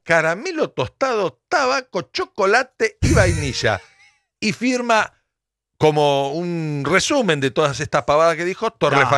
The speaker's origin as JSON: {"language": "Spanish", "town": "Arroyo Seco", "region": "Santa Fe", "country": "Argentina", "tie": "born or raised there", "said": "vuelvo a la casita de mis viejos, vuelvo a mi pueblo, Arroyo Seco, ahí a 30 kilómetros de Rosario, en la provincia de Santa Fe"}